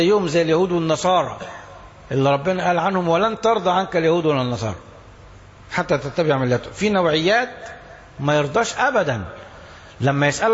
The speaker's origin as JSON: {"language": "Arabic", "country": "Egypt", "said": "كلامه كان كويس وقوي وعبر عننا كمصريين"}